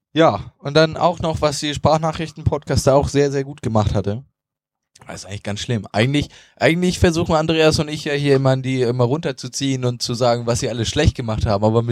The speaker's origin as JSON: {"language": "German", "region": "Northern Germany", "country": "Germany", "said": "Aber das ist jetzt nur mal meine persönliche Meinung hier als Norddeutscher."}